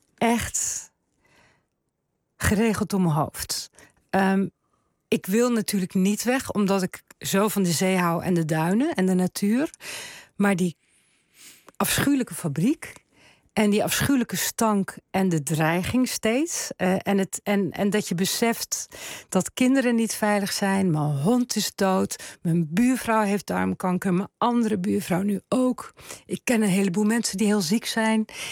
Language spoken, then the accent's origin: Dutch; Zeeland, Netherlands; also born or lived in Drenthe; Ik ben een Zeeuws-Vlaming. Ik hou ontzettend van de Westerschelde.